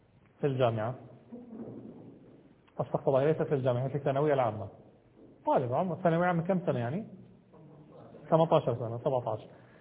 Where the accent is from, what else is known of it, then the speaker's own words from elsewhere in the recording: Jordan; مثلا في بلادي أنا جئت من الأردن